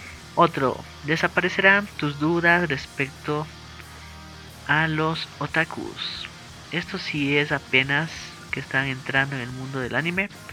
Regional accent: Ecuador; Por ejemplo, en Ecuador se estrena esa película llamada La Voz Silenciosa. Por fin se va a estrenar en mi país, qué emoción.

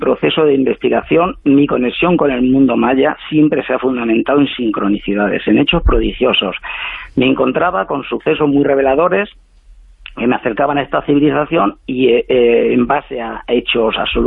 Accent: Spain; Sí, yo soy blanquito, español, europeo como todos vosotros

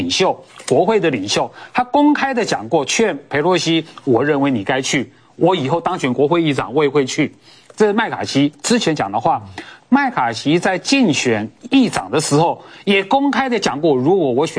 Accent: Taiwan; 中国没有权利决定任何外国人，包括我们台湾人能去哪里，不能去哪里

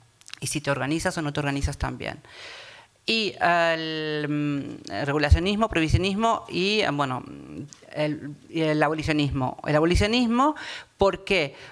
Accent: Argentina; now in Spain; yo tengo doble nacionalidad, soy argentina, española. Ahora migro como española a Europa porque hay más dinero. ¿Qué voy a hacer aquí? En un tiempo migré de Argentina para aquí porque había más dinero aquí.

